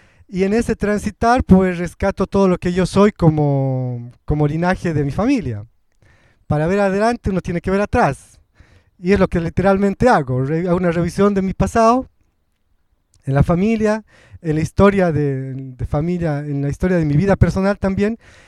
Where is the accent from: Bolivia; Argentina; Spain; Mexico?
Bolivia; La Paz; first language Spanish; Yo ya nací en la ciudad, mi abuela era aymara, mi familia materna tiene mucha influencia quechua, pero yo nací en la ciudad. Mi primera lengua es el español. Y digo que soy aymarizado porque en la experiencia de la vida cotidiana en Bolivia, en La Paz